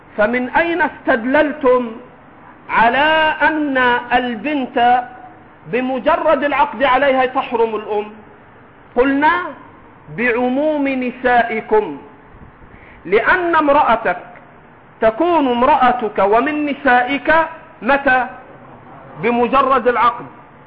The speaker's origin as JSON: {"language": "Arabic", "country": "Egypt", "accent": "Egyptian", "said": "حماتك في لهجتنا المصرية"}